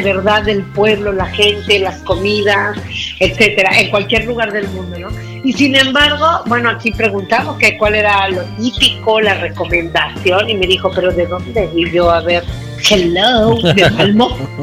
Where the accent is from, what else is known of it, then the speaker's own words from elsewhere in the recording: Mexico; le digo, bueno, yo soy mexicana